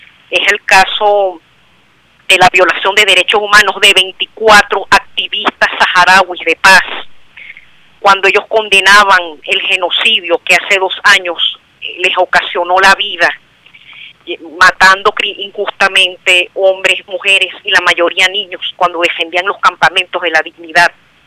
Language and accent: Spanish; Venezuela; con esta misma victoria que nos caracteriza como venezolanos